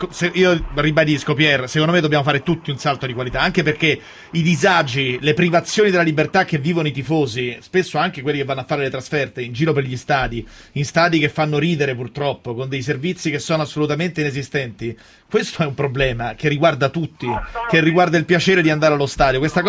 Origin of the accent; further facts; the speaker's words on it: Rome, Lazio, Italy; Io vengo da Roma